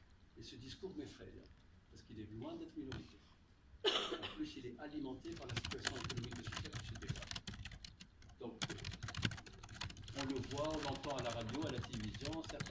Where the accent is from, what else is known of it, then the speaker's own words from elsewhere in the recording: Tunisia; Mais chez nous, en Tunisie, quel est notre environnement?